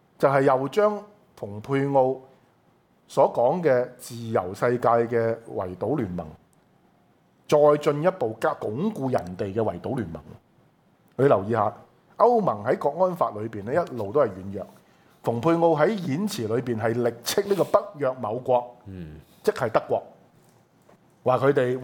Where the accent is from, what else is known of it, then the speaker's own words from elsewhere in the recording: China; 我覺得身為中國人，我覺得一定要支持共產黨去撕毀呢個貿易協定。